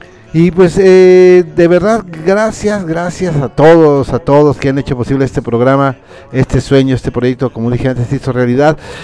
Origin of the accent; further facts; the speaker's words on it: Irapuato, Guanajuato, Mexico; de Irapuato, Guanajuato.